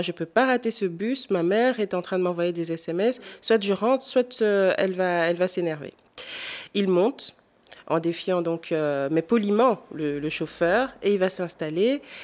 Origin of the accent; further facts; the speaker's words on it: DR Congo; quand j'étais petite au Congo, mes parents, donc mon beau-père est blanc, m'a inscrit dans une école belge au Congo.